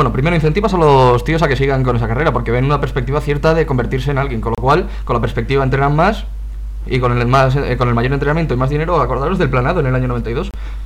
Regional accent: Madrid, Community of Madrid, Spain; yo soy de Madrid y me he venido corriendo al programa

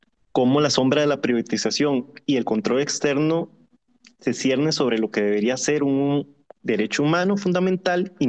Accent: Costa Rica; Como costarricense sé que mi tierra es bastante bendecida

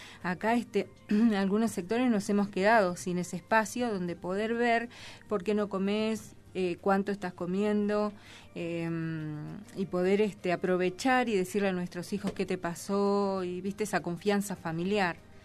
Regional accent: Argentina; somos de acá, somos de Argentina, somos de un país en crisis permanente

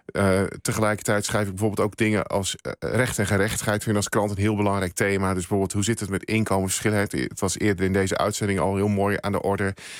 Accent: Overijssel, Netherlands; now in Veluwe, Netherlands; Ja, ik ben in Twente opgegroeid en ik heb daar ook lange tijd gewoond. En ik woon sinds een aantal jaren op de Veluwe. En ik zeg wel eens gekscherend, van ik woon aan de goede kant van Amersfoort.

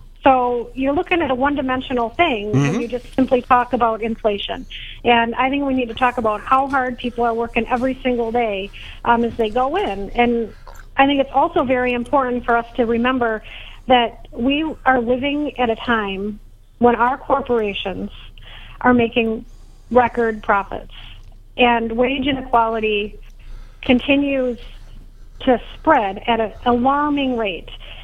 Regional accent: Wisconsin, United States; And I grew up here in Wisconsin, and I know that we have a culture of caring for one another

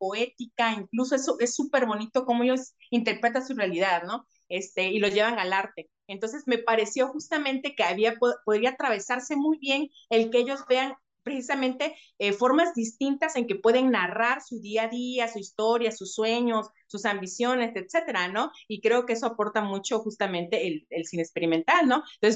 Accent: Villahermosa, Tabasco, Mexico; now in Veracruz, Mexico; no soy de Veracruz, ¿eh? Yo soy de Villahermosa, Tabasco, soy avecindada de aquí, ¿no?

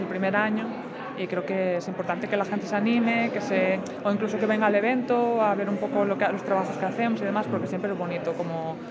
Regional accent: Castilla-La Mancha, Spain; De la parte de Albacete que está más para arriba.

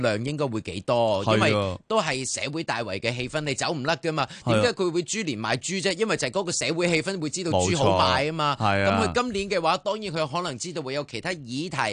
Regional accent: Hong Kong; 我哋香港人嘅傳統

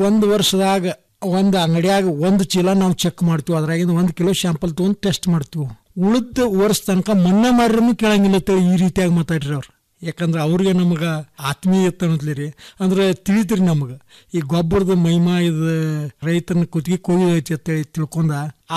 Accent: Hidkal, Karnataka, India; ನಮ್ದು ಬೆಳಗಾವಿ ಜಿಲ್ಲೆ ರಾಯಬಾಗ ತಾಲೂಕು ಹಿಡ್ಕಲ್ ಗ್ರಾಮ.

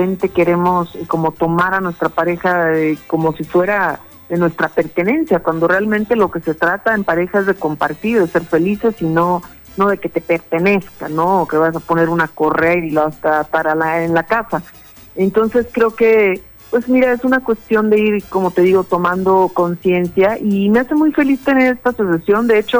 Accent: Jalisco, Mexico; Bueno, mira, yo soy de Jalisco, que es un estado de acá de México, soy del estado de Jalisco.

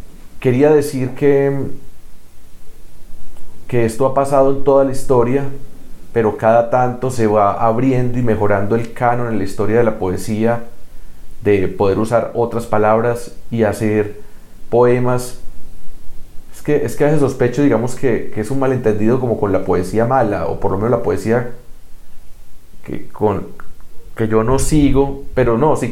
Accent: Colombia; Como colombiano, sigue siendo mi poeta, mi poema favorito de Colombia, La Patria.

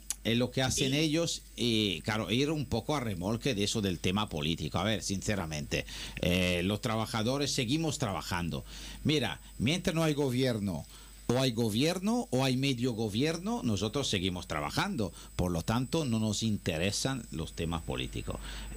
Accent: Venice, Veneto, Italy; ha habido ahora uno bastante grave en Venecia, que ha habido ahí en mi tierra, que ha habido muchos muertos

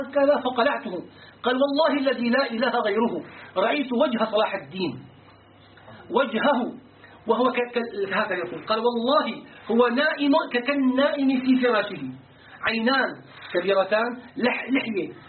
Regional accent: Syria; أرادت جهة الآثار عندنا في الشام

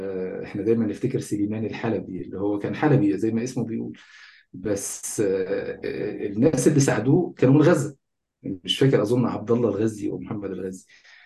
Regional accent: Egypt; born there; يعني انا شايف انه مهم، بما انه انا اتولدت في مصر وبما انه ناس كتير مننا مصريين

